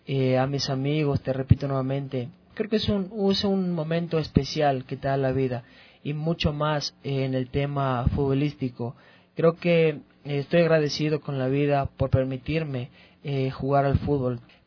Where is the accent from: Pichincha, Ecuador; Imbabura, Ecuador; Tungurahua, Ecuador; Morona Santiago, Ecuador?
Pichincha, Ecuador; Quito; born there; now in San Gabriel, Ecuador; obviamente yo nací acá en Quito, pero siempre mis padres son de allá, entonces tengo el agrado de vivir en esa ciudad, por más pequeña que sea